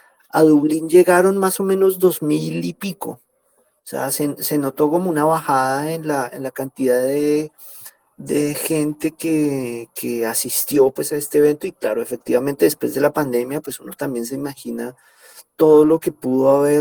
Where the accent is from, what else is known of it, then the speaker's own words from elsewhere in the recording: Colombia; A mí incluso me preguntaron que como colombiano, cómo veía la política de repositorios de datos abiertos en Colombia.